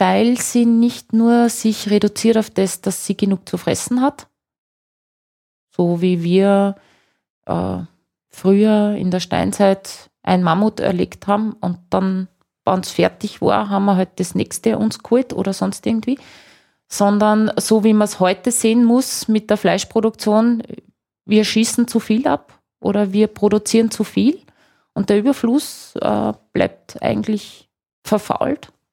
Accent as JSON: {"language": "German", "country": "Austria", "said": "Trocken- oder Magerrasen anschaue, die schon sehr selten geworden sind bei uns in Österreich"}